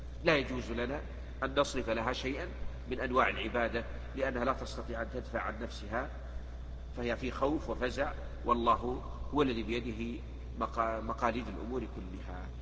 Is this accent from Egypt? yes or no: yes; Egypt; فالمرأة تلبس ما يسمى عندنا في مصر بالمعصم